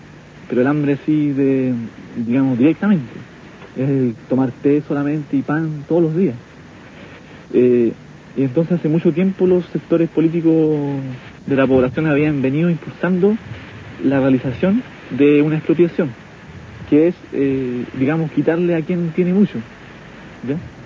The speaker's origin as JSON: {"language": "Spanish", "town": "Santiago", "region": "Santiago Metropolitan", "country": "Chile", "said": "Y soy chileno y tengo 21 años. Vivo en una población popular de Santiago."}